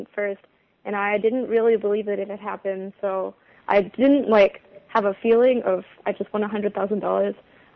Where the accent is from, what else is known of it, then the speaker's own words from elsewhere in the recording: Dallas, Texas, United States; Vietnamese is a second language; Từ lớp mẫu giáo tới lớp 10, con học ở trường tư tên là Hockaday ở trong Dallas.